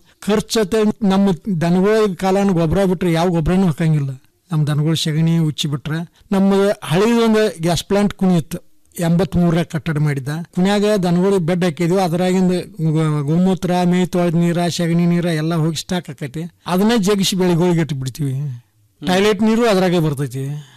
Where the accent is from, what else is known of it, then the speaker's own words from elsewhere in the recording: Hidkal, Karnataka, India; ನಮ್ದು ಬೆಳಗಾವಿ ಜಿಲ್ಲೆ ರಾಯಬಾಗ ತಾಲೂಕು ಹಿಡ್ಕಲ್ ಗ್ರಾಮ.